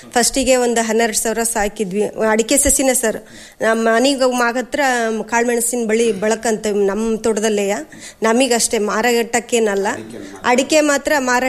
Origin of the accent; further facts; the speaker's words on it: Guddalli, Karnataka, India; ನಮ್ದು ಇದು ಗುಡ್ಡಳ್ಳಿನೇ ಸರ್, ಪಕ್ಕದ ಮನೆಯಲ್ಲೇ ಆಗಿರೋದು. ಅವಾಗ ಹತ್ತಿ, ಶೇಂಗಾ, ಜೋಳ ಈ ತರ ಎಲ್ಲ ಬೆಳೀತದೆ ಸರ್.